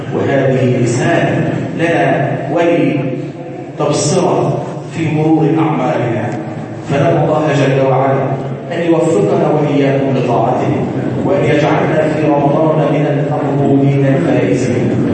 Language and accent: Arabic; Egypt; اللهم ارزقنا في بلادنا مصر الاهل والامان